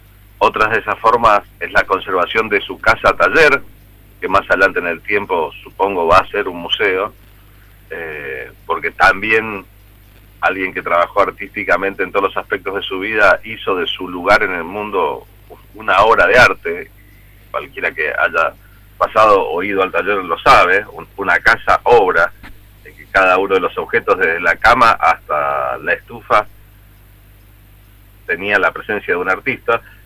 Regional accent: Mendoza, Argentina; que soy mendocino

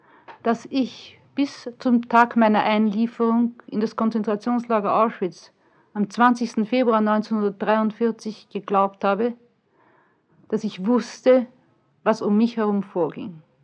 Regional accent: Vienna, Austria; Ich sage, aus Wien.

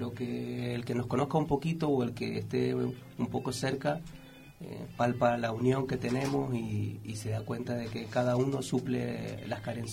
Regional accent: Santa Cruz de Tenerife, Canary Islands, Spain; yo soy de Santa Cruz de Tenerife, y allí, bueno, tuve una banda

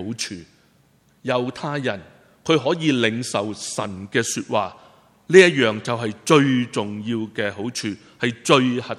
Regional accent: China; 我们中国人都很现实的，是不是？

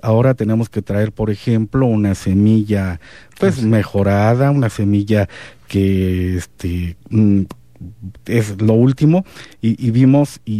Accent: Comitán, Chiapas, Mexico; Y entonces se te olvida que tu centro, tu ombligo es Comitán, y que lo menos que podríamos hacer es seguir conservando esa idiosincrasia

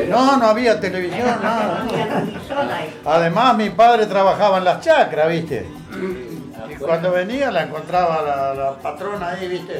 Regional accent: Algarrobito, Entre Ríos, Argentina; born there; yo nací en Entre Ríos, en Algarrobito, departamento Nogoyá.

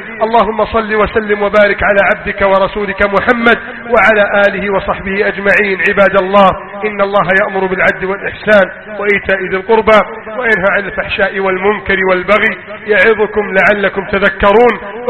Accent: Egypt; اللهم احفظ بلدنا مصر وسائر بلاد المسلمين، اللهم اجعل مصرنا سخاء الرخاء وسائر بلاد المسلمين

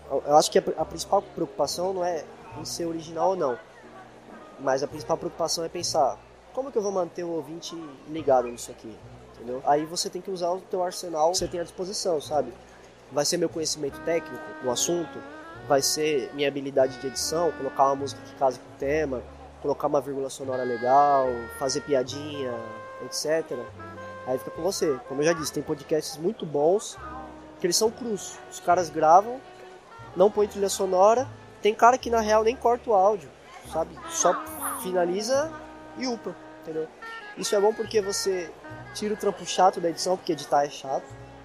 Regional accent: São Paulo, Brazil; Mas como a gente é aqui de São Paulo, né?

